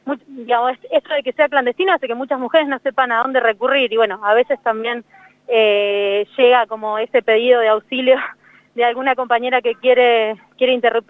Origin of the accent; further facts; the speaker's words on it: Ingeniero Luiggi, La Pampa, Argentina; born there; now in Río Negro, Argentina; yo soy nacida acá en Ingeniero Luigi, hace unos años que vivo en Río Negro, soy médica.